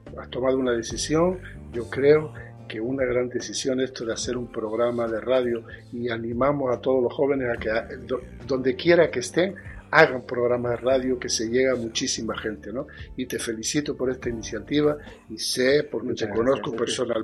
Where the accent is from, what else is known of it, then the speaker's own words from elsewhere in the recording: Canary Islands, Spain; moved away; tú sabes que yo nací en Canarias y ya llegué bastante crecido al Sáhara